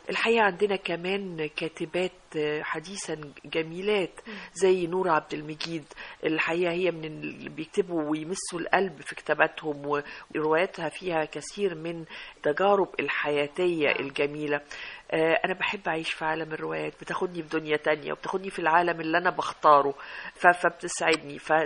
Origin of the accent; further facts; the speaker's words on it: Egypt; زي ما احنا يا مصريين بنقول لك ايه،